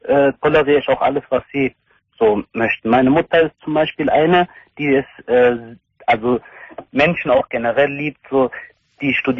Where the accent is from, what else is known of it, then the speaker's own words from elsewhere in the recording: Hilden, North Rhine-Westphalia, Germany; born there; Ich bin in Hilden geboren, das ist bei Düsseldorf.